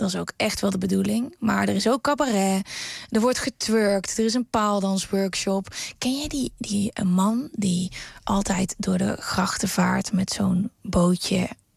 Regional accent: North Brabant, Netherlands; ik ben opgegroeid in Brabant. En daar wordt dat gewoon met de paplepel ingegoten.

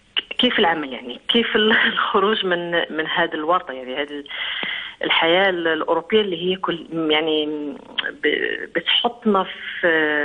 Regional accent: Morocco; أنا أصلي من المغرب.

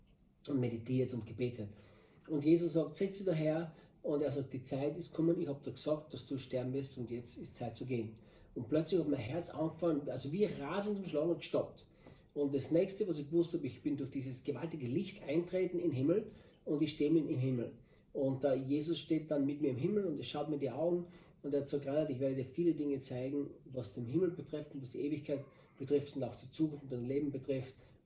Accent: Styria, Austria; now in Brazil; ich bin Österreicher, ich bin Steirer, bin in der Steiermark aufgewachsen, bin 58 Jahre und bin seit vielen Jahrzehnten Christ

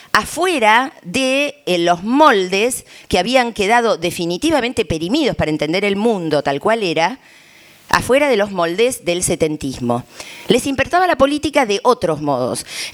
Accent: Argentina; porque en mi país, hasta diría el kirchnerismo, esto sobre todo hasta el 2010 esto fue muy fuerte

